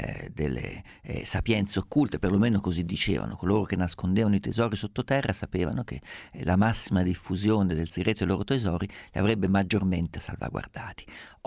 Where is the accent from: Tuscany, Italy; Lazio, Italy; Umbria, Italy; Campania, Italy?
Umbria, Italy; vengo da una terra profondamente solcata dal passaggio di Etruschi, Romani, Italici, va dicendo, sono umbro